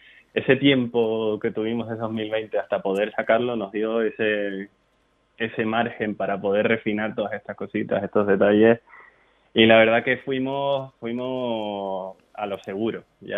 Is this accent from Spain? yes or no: yes; Canary Islands, Spain; somos tres canarios